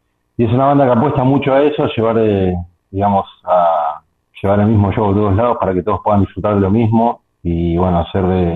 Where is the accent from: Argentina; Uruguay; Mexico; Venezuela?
Argentina; now in Lomas de Zamora, Argentina; Yo soy oriundo de la ciudad de Aedo, pero unos 20 días antes de la pandemia me vine para Lomas de Zamora y bueno, quedé acá.